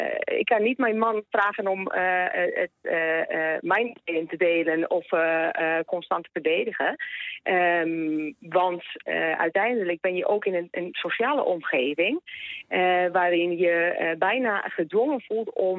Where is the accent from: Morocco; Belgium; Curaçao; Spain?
Spain; Dutch is a second language; now in Netherlands; Kijk, ik kom uit Spanje vandaan oorspronkelijk. Ik ben opgegroeid in de eerste jaren van het terrorisme in Spanje.